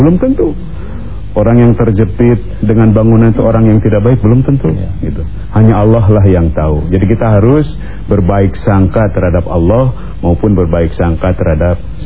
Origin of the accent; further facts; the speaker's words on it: Pangandaran, West Java, Indonesia; Kampung saya Pangandaran.